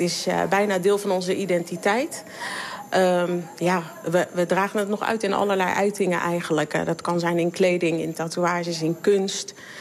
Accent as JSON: {"language": "Dutch", "region": "Papua", "country": "Indonesia", "said": "mijn moeder is hier in 58 gekomen. Zo lang zijn we hier. Als iemand, niemand weet dat ik een Papoea ben, dat raadt niemand. Als ik het vertel, dan weten ze nog niet wat dat is en waar ik vandaan kom."}